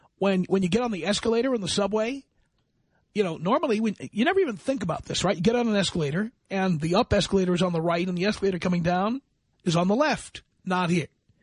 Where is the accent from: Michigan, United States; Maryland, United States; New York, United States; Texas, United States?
New York, United States; New York City; And I'm speaking from the point of view of being an American. And London to me, I grew up in New York City.